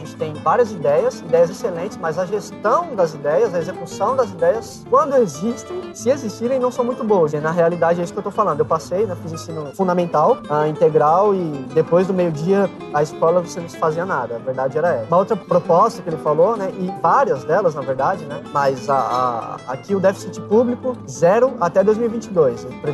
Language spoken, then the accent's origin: Portuguese; São Paulo, Brazil; porque a gente é de São Paulo